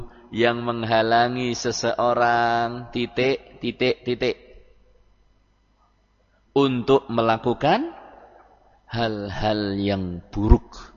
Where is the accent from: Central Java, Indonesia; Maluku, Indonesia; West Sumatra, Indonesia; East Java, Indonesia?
Central Java, Indonesia; Prembun; Kita punya kenalan di daerah Prembun, desa saya.